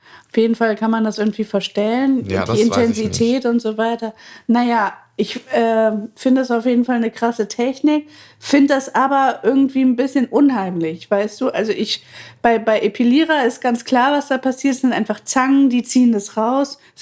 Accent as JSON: {"language": "German", "region": "Bremen", "country": "Germany", "tie": "born or raised there", "said": "Mal kurzer Exkurs in meine Kindheit auf dem Bremer Freimarkt. Ich habe das noch so doll vor mir."}